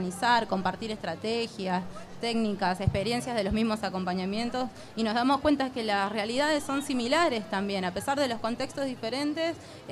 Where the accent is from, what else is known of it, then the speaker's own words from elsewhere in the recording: San Juan, Argentina; Como yo soy de San Juan, por ejemplo